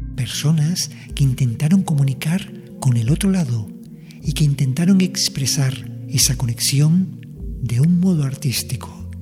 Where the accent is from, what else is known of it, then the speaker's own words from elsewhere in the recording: Las Palmas de Gran Canaria, Canary Islands, Spain; born there; en la misma ciudad donde yo también nací, en Las Palmas de Gran Canaria.